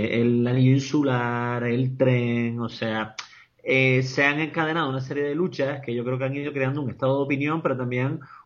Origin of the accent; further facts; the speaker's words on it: Canary Islands, Spain; porque los tres somos Gran Canarios y además somos canarios